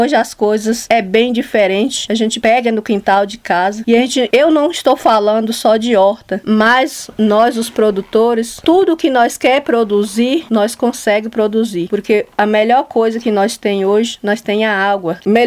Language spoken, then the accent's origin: Portuguese; Bom Jesus, Bahia, Brazil; sou daqui do município de Bom Jesus, da comunidade Mumbuca e Sambambaia, a comunidade quilombola, a qual eu tenho muito orgulho de dizer que moro numa comunidade quilombola.